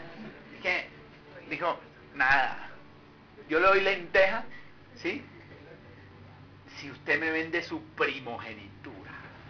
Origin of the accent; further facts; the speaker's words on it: Barranquilla, Atlántico, Colombia; yo vine de Barranquilla